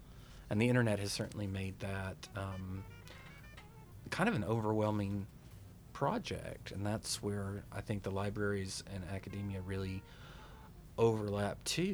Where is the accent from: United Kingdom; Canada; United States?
United States; Texas; Because when I grew up in West Texas in the 1970s